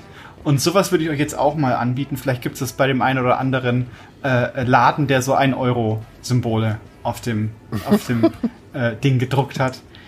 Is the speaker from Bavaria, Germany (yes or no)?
yes; Fürth, Bavaria, Germany; Ich bin ja in Fürth geboren auch und habe da ja auch lang gewohnt und mich sehr wohl gefühlt dort